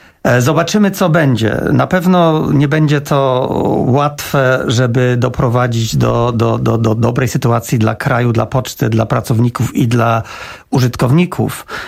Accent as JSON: {"language": "Polish", "region": "England", "country": "United Kingdom", "said": "Znaczy, akurat wywodzę się z Anglii"}